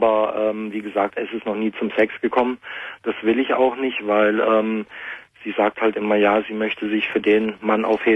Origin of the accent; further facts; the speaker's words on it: Germany; ich bin Deutscher.